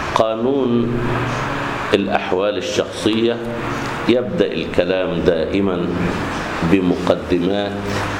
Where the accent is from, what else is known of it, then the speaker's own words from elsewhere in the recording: Egypt; والمطبق عندنا في مصر